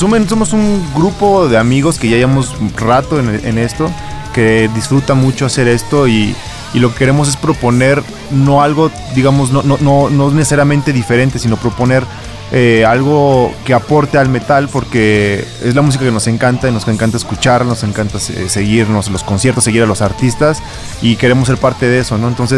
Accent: Irapuato, Guanajuato, Mexico; somos de Irapuato, pero pues hay venta para todos lados

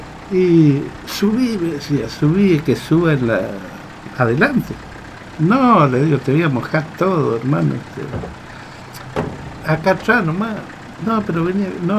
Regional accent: Goya, Corrientes, Argentina; yo soy de Goya y estoy viniendo de las Malvinas.

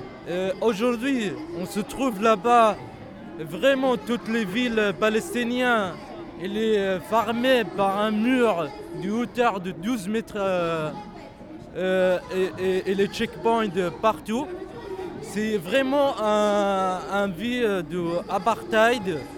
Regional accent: France; moi, je suis français d'origine palestinienne, je n'ai pas le droit d'aller là-bas avec mon passeport français.

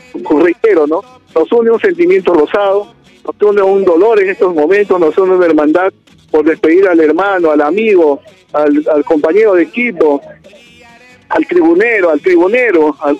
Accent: Callao, Peru; creo que somos chalacos y somos hinchas del Sport Boys

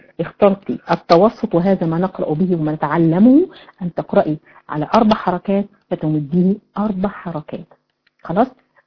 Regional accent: Egypt; ما بيحصلش الكلام ده غير عندنا في مصر يعني

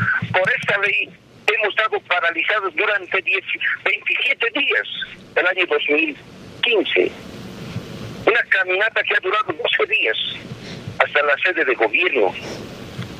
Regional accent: Potosí, Bolivia; Nosotros también como dirigentes no nos gustaría confrontarnos, somos potosinos

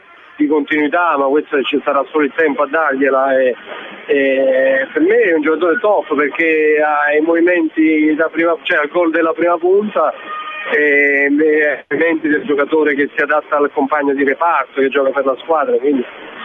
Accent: Naples, Campania, Italy; io sono napoletano.

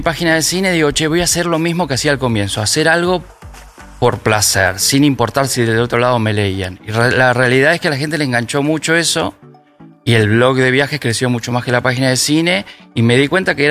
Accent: Buenos Aires, Argentina; En Caballito, en Parque Chacabuco, todo eso.

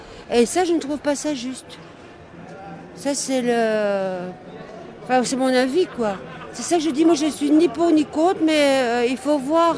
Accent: Belgium; Chez nous, en Belgique, il y a tant de gens qui ont besoin et qu'on ne fait rien pour eux.

